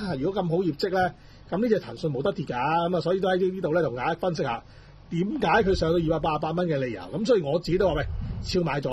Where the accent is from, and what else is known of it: Hong Kong